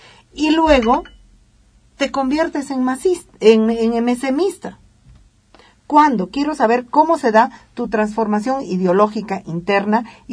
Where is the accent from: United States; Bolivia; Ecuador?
Bolivia; Ahorita yo, como ciudadana boliviana, digo